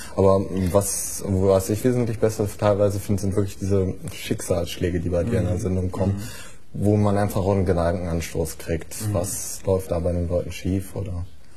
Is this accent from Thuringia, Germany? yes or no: no; Lower Saxony, Germany; wir kommen aus Göttingen. Eher gesagt, wir studieren in Göttingen und kommen hier aus der Gegend.